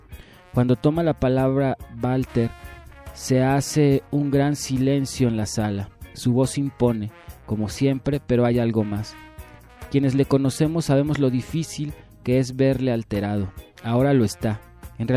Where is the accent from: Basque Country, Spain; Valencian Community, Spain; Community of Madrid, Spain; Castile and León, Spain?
Basque Country, Spain; Nuestros derechos, como vascos y como personas, fueron vulnerados hace ya más de 5 años